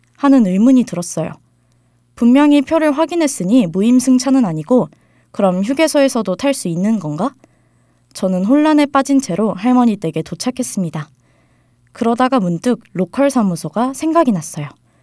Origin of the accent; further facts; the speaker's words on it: Seoul, South Korea; 저는 서울에서 태어나 쭉 살아온 한양대학교 학생이에요.